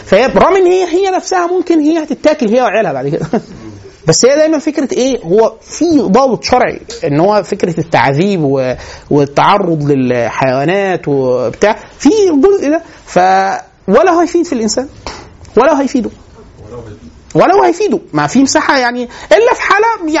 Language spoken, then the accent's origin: Arabic; Egypt; بس احنا مصريين